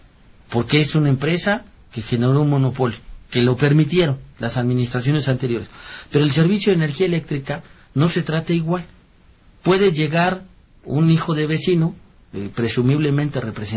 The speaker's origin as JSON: {"language": "Spanish", "country": "Mexico", "said": "hay clases distintas entre nosotros como mexicanos, ¿no?"}